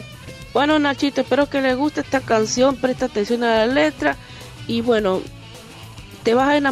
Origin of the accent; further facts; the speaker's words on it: Guayaquil, Guayas, Ecuador; soy de Guayaquil, Ecuador.